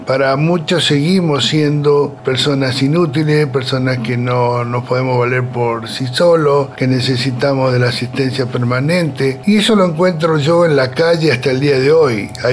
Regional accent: Bariloche, Río Negro, Argentina; born there; Soy nacido en Bariloche, tengo 64 años.

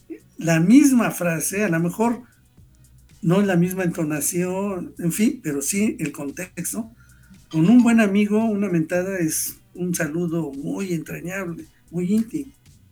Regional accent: Mexico; A mí me ha pasado que por el órale me descubren como mexicano

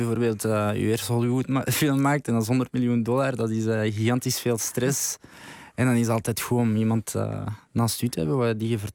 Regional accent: Vilvoorde, Flemish Brabant, Belgium; En ik kom van Vilvoorde.

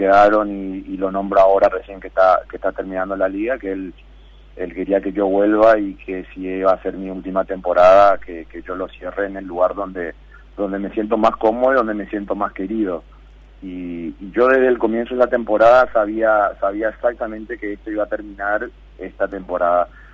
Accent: Paraguay; siendo paraguayo, sabiendo que las limitaciones que hay en mi país, que el deporte no es profesional

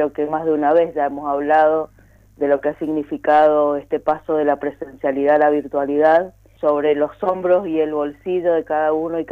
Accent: Mendoza, Argentina; tenemos que salir como pueblo mendocino en su conjunto a rechazarlo.

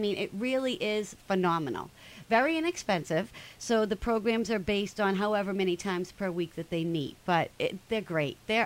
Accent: Billerica, Massachusetts, United States; I am from Billerica, so Billerica is very, very near and dear to my heart.

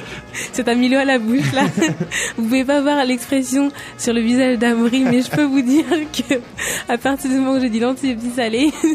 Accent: France; On peut pas, en tant que Français, je vous le dis, on peut pas rester sur une note salée.

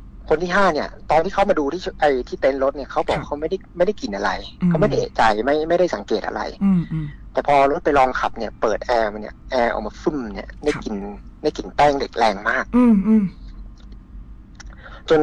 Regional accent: Northern Thailand, Thailand; ใช่ครับโอ้อย่างผมคนเหนือนี่พี่ไม่ต้องพูดถึงครับขาขึ้นฮะไม่กระดิก

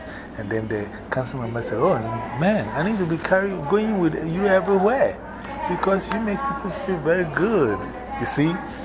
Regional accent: New York, United States; So, yeah, we're from New York. We got techniques.

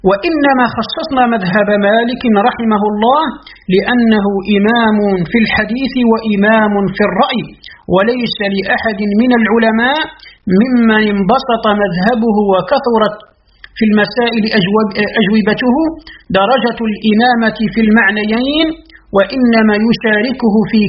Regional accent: Algeria; كحال بلدنا الجزائر مثلا

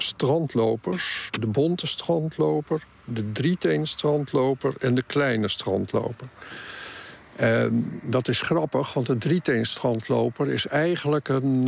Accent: Breukelen, Utrecht, Netherlands; En ik kom uit Breukelen. Dus dat is nou ook weer niet zo verschrikkelijk ver weg van Zuid-Flevoland.

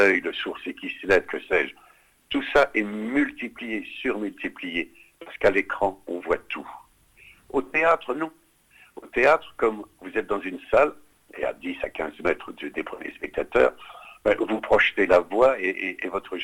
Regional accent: Grand Est, France; je suis de Lorraine, de Lorraine et d'Alsace.

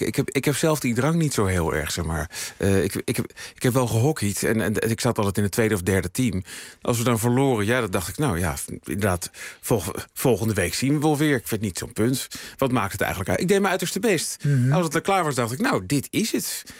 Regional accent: Utrecht, Netherlands; Nee, weet je, ik kom uit Utrecht.

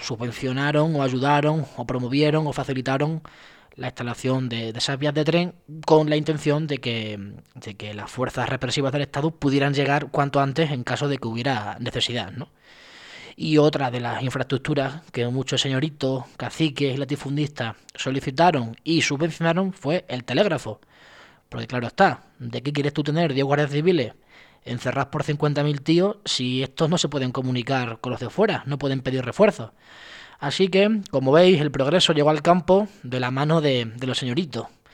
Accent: Extremadura, Spain; pues en la Siberia extremeña, en mi tierra

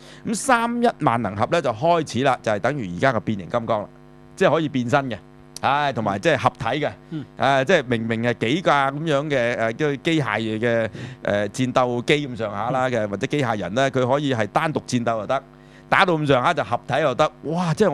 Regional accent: China; 我哋中國人即係就叫差不多先生啊嘛嚇

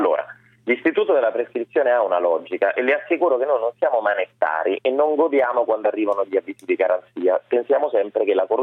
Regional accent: Rome, Lazio, Italy; come voglio da romano vincere Roma

